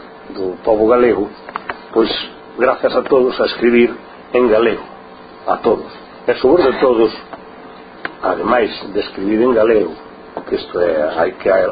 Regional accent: Galicia, Spain; unha cultura propia de nós como galegos, que é a nosa cultura, e esa cultura é a cultura galega

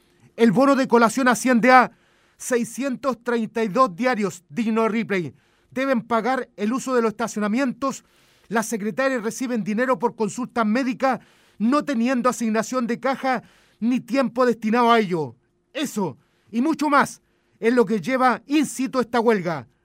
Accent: Linares, Maule, Chile; born there; a la región del Maule, allá en el zona sur, donde yo nací, por supuesto, en Linares, que nunca me olvido, uh-huh, siempre voy para allá.

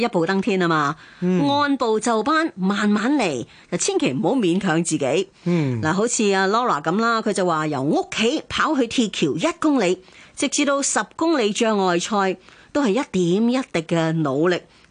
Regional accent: Hong Kong; 我哋香港人

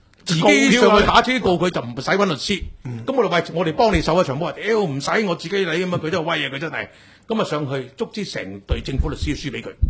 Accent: Hong Kong; 我哋香港人維護香港嘅價值，

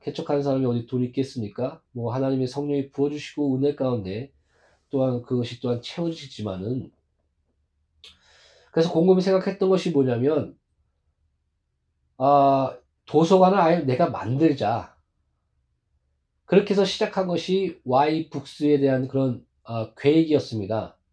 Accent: South Korea; 그래서 저는 뭐 우리 한국 사람은 1년인가요? 아, 한 달에 한 권도 읽지 않는다.

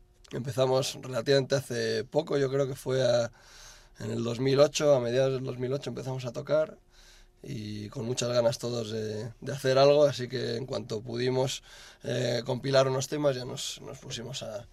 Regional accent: Bilbao, Basque Country, Spain; also born or lived in Barcelona / England / United States; now in Madrid, Spain; yo soy de Bilbao, pero llevo ya varios años en plan vasco errante. Primero en Madrid, en Barcelona, estoy viviendo en Inglaterra, en Estados Unidos. Y bueno, hace ya 2 años y pico aterricé de vuelta en Madrid.

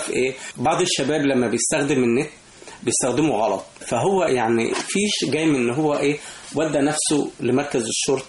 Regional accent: Egypt; احنا لنا تقاليد كمصريين

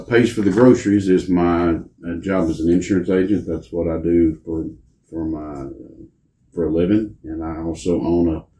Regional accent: Navasota, Texas, United States; also born or lived in Houston; My grandparents lived here, and I was born in Houston. My dad was working out of town at the time. He ended up coming back to Navasota when I was about three, so pretty much been here all my life.

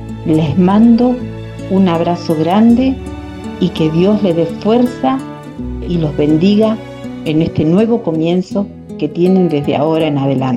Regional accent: Patagonia, Argentina; soy de la Patagonia y soy escritora.

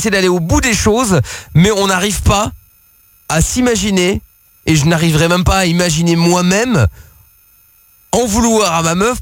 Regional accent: Portugal; Parfait, mais je suis portugais, j'aime bien la sardine.

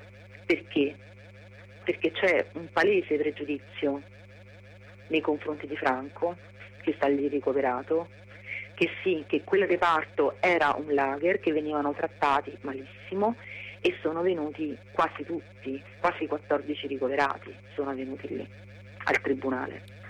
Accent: Salerno, Campania, Italy; per chi non è della zona come me, che sono di Salerno e quindi conosco bene

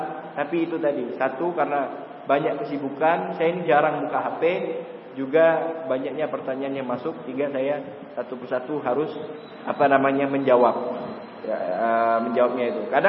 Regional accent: Pontianak, West Kalimantan, Indonesia; saya datang dari Pontianak, alhamdulillah.

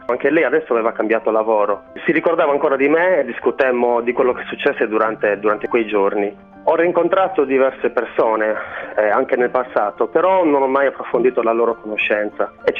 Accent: Muravera, Sardinia, Italy; Io vivevo a Cagliari, il mio paese è Muravera, che è un paese che dista da Cagliari circa 60 km, 70 km. Mediamente ci si impiega 2 ore in pullman per andare. Frequentavo l'università a Cagliari.

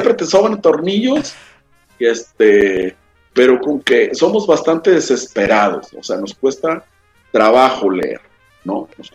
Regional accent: Mexico; ninguno de nosotros, como buenos mexicanos, no leemos ni los protocolos ni los manuales y no los seguimos.

